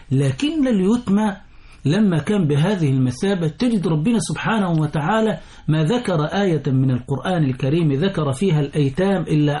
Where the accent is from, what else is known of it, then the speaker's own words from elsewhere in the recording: Egypt; لأن المرجعية عندنا التي تحكم تصرفاتنا كمصريين على المستوى الرسمي وعلى المستوى الشعبي